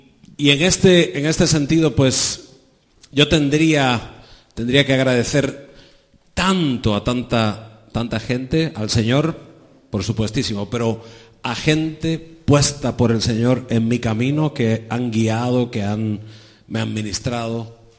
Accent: Pinar del Río, Cuba; born there; moved away; donde yo nací, que es Pinar del Río

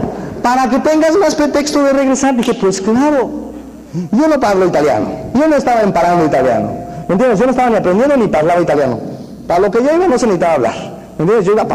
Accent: Mexico; Ay, no, Diosito, yo soy mexicano.

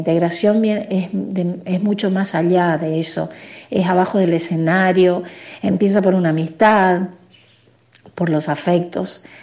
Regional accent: Paso de los Libres, Corrientes, Argentina; Soy correntina, libreña, nacida ahí en frontera con uruguayana, como decimos nosotros, y lo fronterizo, pero es uruguayana, Brasil. Por parte de mi papá, la mayoría son todos brasileños

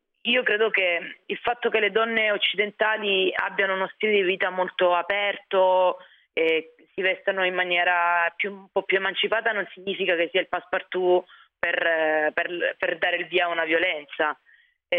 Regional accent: Apulia, Italy; Io sono del Sud Italia, vengo da lì, vengo da un paesino in provincia di Lecce

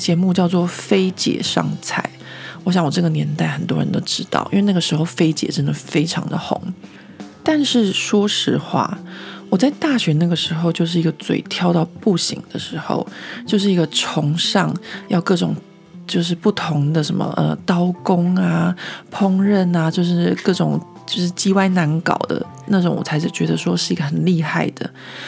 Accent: Taiwan; now in France; 我们台湾人都会这样想嘛。

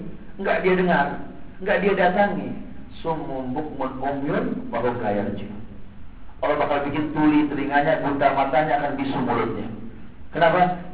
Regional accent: Jakarta, Indonesia; Ya Allah, kita orang Jakarta yang gak mungkin gak makan begitu.

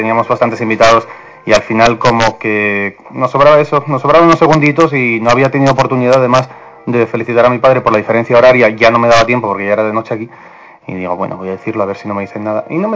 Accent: Asturias, Spain; que yo no soy gallego, que soy asturiano

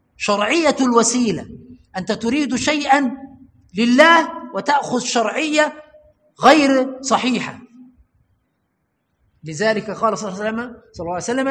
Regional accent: Egypt; كما حدث عندنا في مصر بأخذ المذهب

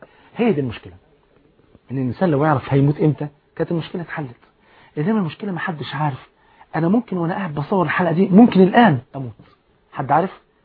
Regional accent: Egypt; جريدة الأخبار أو الأهرام عندنا في مصر

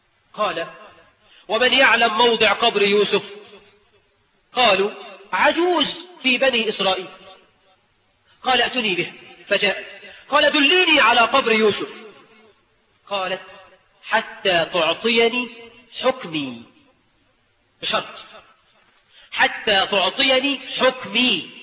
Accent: Egypt; وإحنا كمصريين نطلق الجزء ونريد به الكل

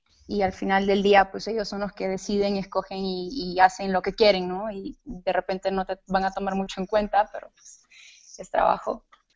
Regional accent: Honduras; pues soy hondureña, creo que ya sabías eso. Así que si de repente se me sale acento, trata de controlarlo un poco, pero yo en realidad estudié administración de empresas en Honduras

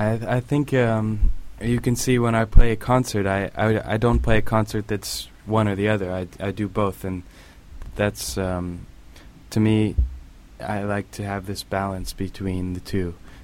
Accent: Portland, Oregon, United States; I am a musician from Portland, Oregon, and I now tour playing music.

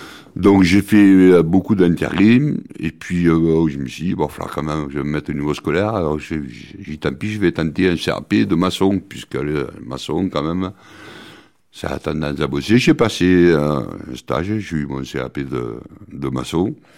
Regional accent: Carcassonne, Occitanie, France; Moi, mes parents sont de Carcassonne depuis trois générations, quoi. On est des Carcassonnais.

